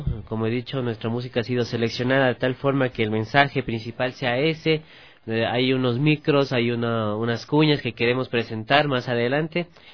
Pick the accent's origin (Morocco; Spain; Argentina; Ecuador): Ecuador; Cómo vivimos como ecuatorianos también